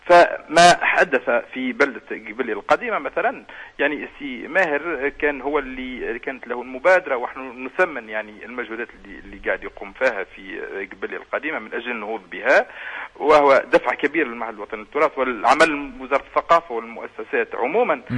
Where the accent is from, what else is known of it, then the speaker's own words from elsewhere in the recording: Tunisia; وإحنا كتونسيين